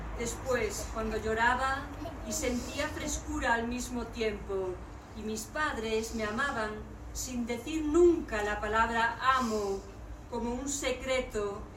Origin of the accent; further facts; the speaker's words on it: Galicia, Spain; porque vengo de un río, vengo de mi tierra, Galicia, y vengo a otra tierra en la que me siento un poco extraña porque yo no conozco mucho Madrid.